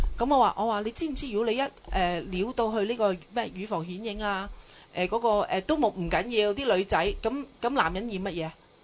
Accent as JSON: {"language": "Cantonese", "country": "Hong Kong", "said": "通常我哋香港同事咧都唔会话有咩特别嘅，你知我哋香港人点会好似佢哋嘅系咁食烟噶？"}